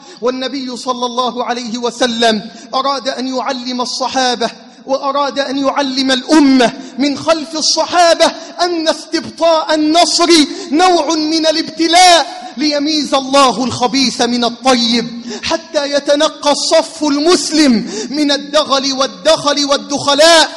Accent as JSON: {"language": "Arabic", "country": "Egypt", "said": "بلدنا مصر"}